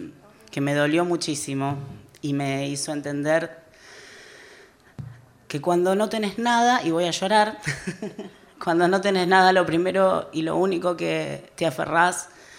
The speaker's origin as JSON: {"language": "Spanish", "town": "Rosario", "region": "Santa Fe", "country": "Argentina", "tie": "born there", "also_born_or_lived": "Brazil", "said": "Yo nací en Rosario, una familia de guita. Mi viejo vende todo y nos vamos a vivir a Brasil."}